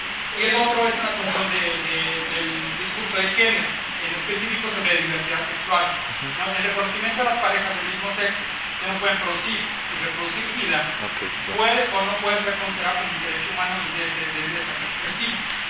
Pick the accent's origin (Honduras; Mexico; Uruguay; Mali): Mexico; Oaxaca; yo vengo de Oaxaca, uh-huh. Y en mi comunidad donde yo vivía